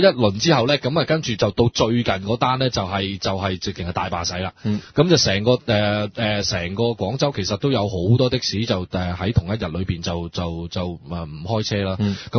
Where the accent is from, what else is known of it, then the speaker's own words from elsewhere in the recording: Hong Kong; 或者我哋香港人以前叫白牌啦